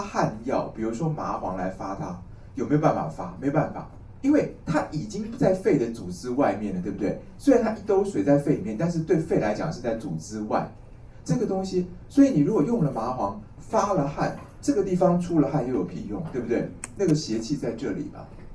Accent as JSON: {"language": "Chinese", "country": "Taiwan", "said": "我们台湾人说牵丝"}